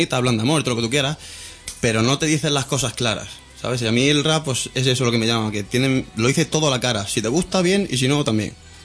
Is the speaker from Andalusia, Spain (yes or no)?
no; Sabadell, Catalonia, Spain; Y somos de Sabadell.